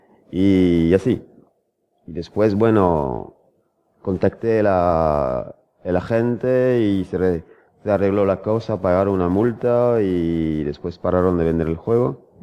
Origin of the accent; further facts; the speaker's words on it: A Coruña, Galicia, Spain; voy de vacaciones a Coruña, de donde soy originario